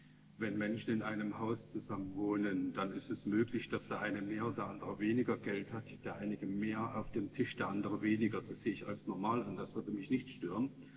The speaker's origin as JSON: {"language": "German", "town": "Leipzig", "region": "Saxony", "country": "Germany", "tie": "born or raised there", "said": "Ich bin Leipziger, ich habe das Schulsystem hier durchlaufen."}